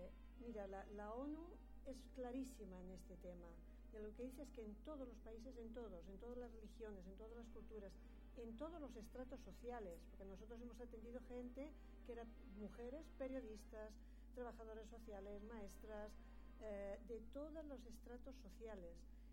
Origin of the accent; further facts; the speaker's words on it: Alicante, Valencian Community, Spain; born there; yo nací en Alicante, de padre de Guadalajara y madre de la provincia de Alicante misma. Tengo 57 años